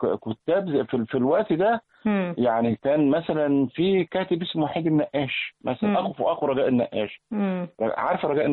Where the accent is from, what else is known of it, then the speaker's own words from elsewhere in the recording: Egypt; احنا مصريين ولا عرب ولا فراعنة ولا احنا كل دول على بعض